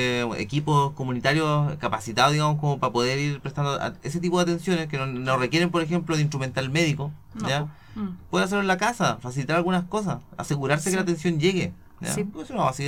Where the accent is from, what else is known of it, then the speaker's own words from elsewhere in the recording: Chile; necesitamos bienestar como chilenos.